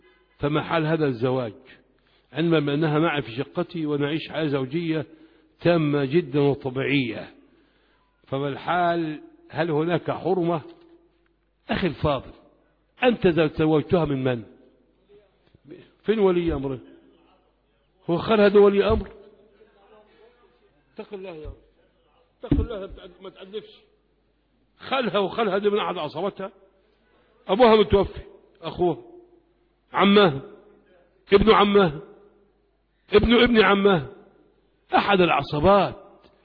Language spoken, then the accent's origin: Arabic; Egypt; يقول لك في البلد عندنا في الأرياف